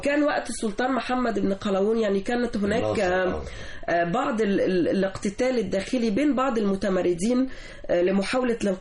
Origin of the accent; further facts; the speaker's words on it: Egypt; هي جزء من حضارتنا نحن كمصريين